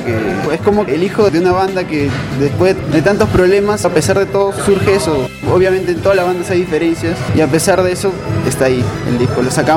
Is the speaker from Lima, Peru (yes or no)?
yes; Ate Vitarte, Lima, Peru; Bueno, nosotros somos de Vitarte, de Ate Vitarte.